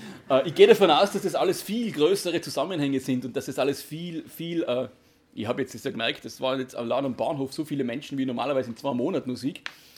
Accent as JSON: {"language": "German", "region": "Tyrol", "country": "Austria", "said": "Wie gesagt, ich bin aus Österreich, aus Tirol."}